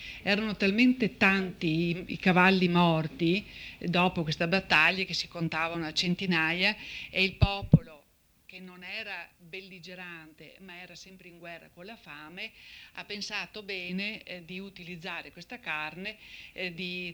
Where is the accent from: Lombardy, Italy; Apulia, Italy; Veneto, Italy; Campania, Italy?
Veneto, Italy; Castagnaro; Qui siamo a Castagnaro, il mio paese di origine